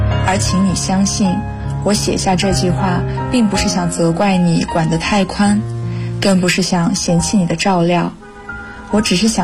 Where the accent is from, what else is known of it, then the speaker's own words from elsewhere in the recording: Dalian, Liaoning, China; now in Nanjing, China; 来自辽宁大连，我在南京大学，距离我的家乡921公里。